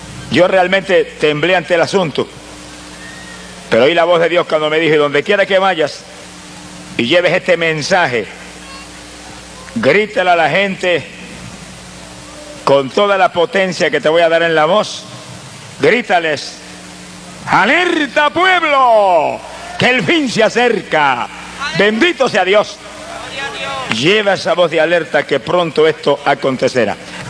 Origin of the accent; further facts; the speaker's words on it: Camuy, Puerto Rico; y en mi pueblo de Camuy, allá en Puerto Rico, se oía por todo el pueblo la celebración del año nuevo que llegaba.